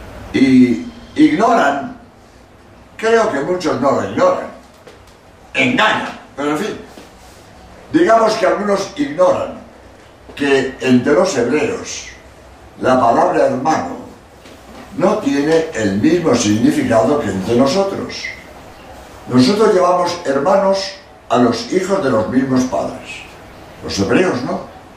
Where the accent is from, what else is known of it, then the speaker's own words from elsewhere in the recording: Barcelona, Catalonia, Spain; Yo soy de la provincia de Andalucía y soy catalán, nací en Barcelona.